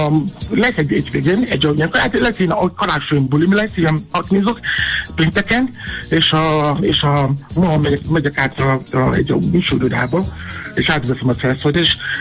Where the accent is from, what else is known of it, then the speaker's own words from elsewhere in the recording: Nigeria; Hungarian is a second language; now in Hungary; amikor gyerek voltam Nigériában, én is álltam sorba, korán reggel